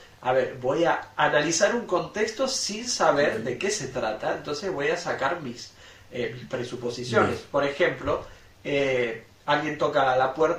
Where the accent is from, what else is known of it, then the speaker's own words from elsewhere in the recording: Argentina; somos argentinos, nacimos en Sudamérica, aquí en este lado del mundo, que tenemos ciertas creencias.